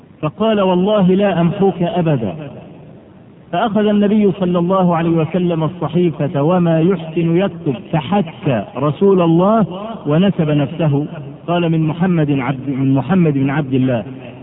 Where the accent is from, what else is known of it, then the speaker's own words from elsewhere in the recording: Egypt; عندنا في مصر الضغط من العوام كبير جدا وكثير